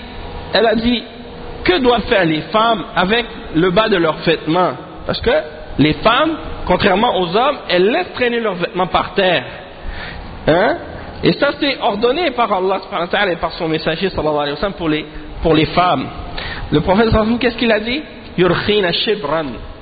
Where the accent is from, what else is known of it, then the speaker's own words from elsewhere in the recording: Quebec, Canada; quand j'étais plus jeune, ici en grandissant au Québec